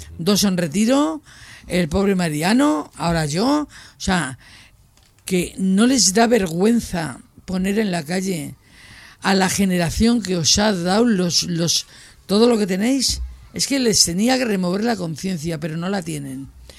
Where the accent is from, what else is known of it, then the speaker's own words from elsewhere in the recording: Madrid, Community of Madrid, Spain; me crié en Madrid. Tengo el primer desahucio con 11 años, que nos tiran la casa para hacer la avenida de San Francisco el Grande, más grande. Y nos llevan a San Cristóbal de Los Ángeles, que era un descampado con 4 bloques.